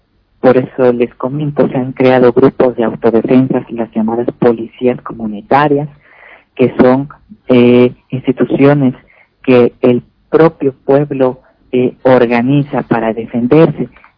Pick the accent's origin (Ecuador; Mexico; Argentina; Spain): Mexico; Me da mucha vergüenza decir que vivo en un país de ignorantes, pero es la verdad.